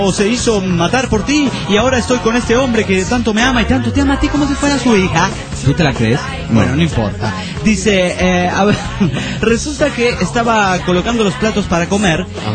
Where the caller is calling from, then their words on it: Calchaquí, Santa Fe, Argentina; … desde Calchaquí, República Argentina.